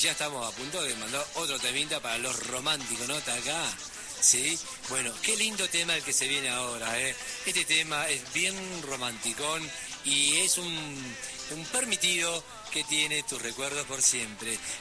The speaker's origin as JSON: {"language": "Spanish", "region": "Buenos Aires", "country": "Argentina", "said": "como nosotros somos de acá, de Capital, no conocemos, no fuimos al campo"}